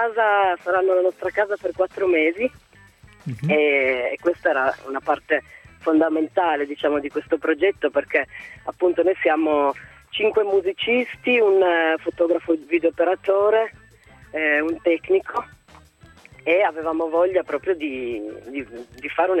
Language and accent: Italian; Bra, Piedmont, Italy; sto attraversando dei territori che sono vicinissimi a casa mia perché io sono di Bra.